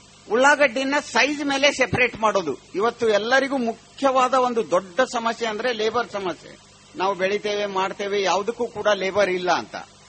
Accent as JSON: {"language": "Kannada", "town": "Managuli", "region": "Karnataka", "country": "India", "tie": "born or raised there", "said": "ನಾನು ಸಣ್ಣವನಿದ್ದಾಗ ನನ್ನ ಊರು ಇಲ್ಲೇ ಸ್ವಂತ ಊರು ಮನಗೂಳಿ"}